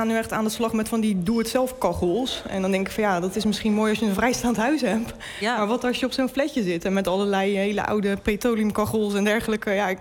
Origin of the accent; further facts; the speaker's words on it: Rotterdam, South Holland, Netherlands; En ik kom zelf uit Rotterdam-Zuid. Ja, daar hebben mensen het ook niet breed.